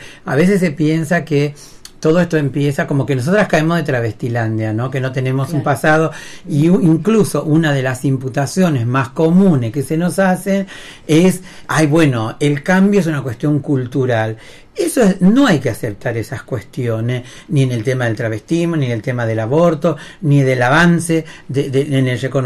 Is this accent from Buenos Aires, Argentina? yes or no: no; Salta, Argentina; sería a mí, que soy salteña